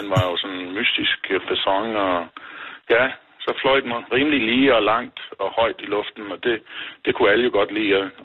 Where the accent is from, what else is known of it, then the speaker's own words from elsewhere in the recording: Struer, Central Denmark Region, Denmark; Det var jeg jo vant til fra barndomsben at være med i klubmiljøet derhjemme i Struer.